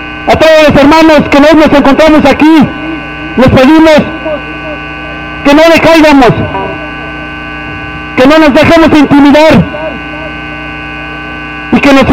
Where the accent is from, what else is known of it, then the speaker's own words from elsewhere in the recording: Huitzilapan, State of Mexico, Mexico; Nosotros venimos de Huitzilapan, un pueblo originario, un pueblo otomí del Estado de México.